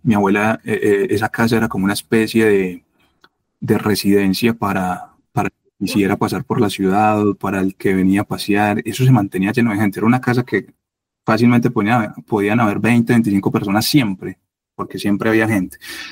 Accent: Medellín, Antioquia, Colombia; Yo me crié en Belén Los Alpes, y yo me acuerdo de patear las calles de ese barrio desde los 6, 7 años.

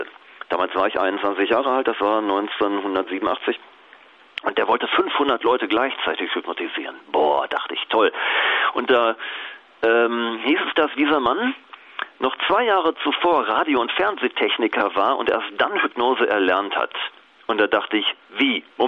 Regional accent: North Rhine-Westphalia, Germany; Ich bin aufgewachsen im Ruhrgebiet. Da gibt es viele Arbeiter, Stahlfabriken, Zechen und so weiter.

